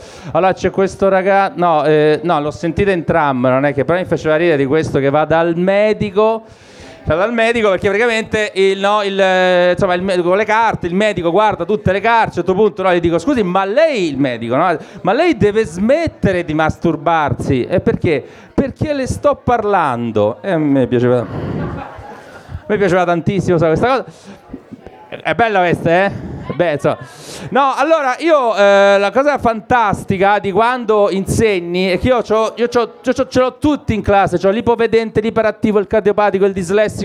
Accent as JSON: {"language": "Italian", "region": "Apulia", "country": "Italy", "said": "Io sono del Salento, chi è, qualcuno è del sud, della Puglia?"}